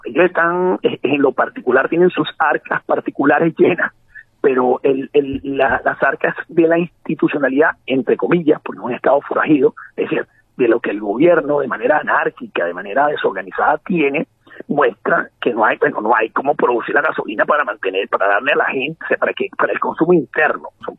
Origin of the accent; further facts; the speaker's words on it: Venezuela; como venezolano que soy